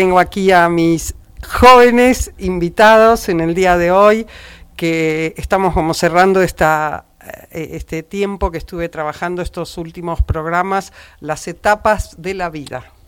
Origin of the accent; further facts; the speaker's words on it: Buenos Aires, Argentina; yo conozco Buenos Aires, pues yo soy de Buenos Aires.